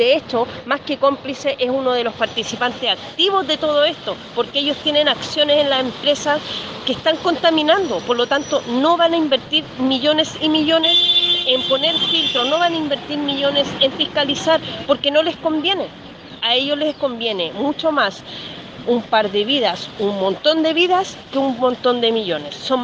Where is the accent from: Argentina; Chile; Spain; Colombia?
Chile; Quintero, Valparaíso; soy quinterana, nací y criada en Quintero. Mi familia está en Quintero, mis amigos están allá luchando.